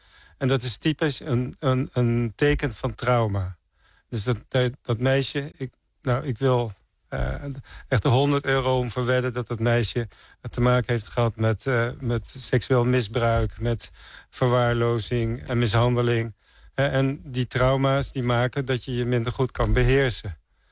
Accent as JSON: {"language": "Dutch", "town": "Santpoort", "region": "North Holland", "country": "Netherlands", "said": "Nee, ik kom uit Zandpoort. Het is een heel... tegen Bloemendaal aan."}